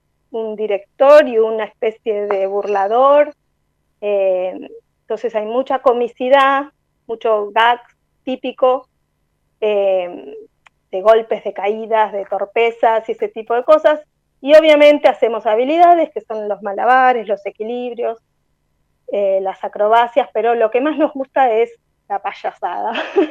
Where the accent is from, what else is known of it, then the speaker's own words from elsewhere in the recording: Buenos Aires, Argentina; que está acá en nuestro barrio, en Parque Patricios. Nosotros también somos de Parque Patricios.